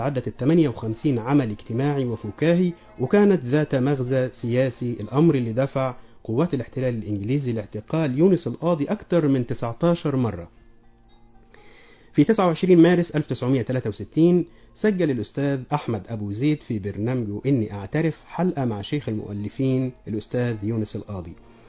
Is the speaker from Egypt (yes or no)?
yes; Egypt; اتنقلت على شرايط إذاعة عندنا في مصر هنا